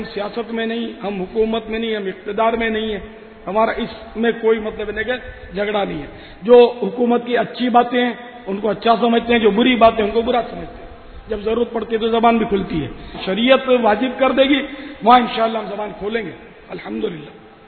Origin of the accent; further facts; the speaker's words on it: Karachi, Sindh, Pakistan; born there; میں تو اصلاً نسلاً پاکستانی ہوں، میری تو پیدائش ہی باب المدینہ میں ہوئی ہے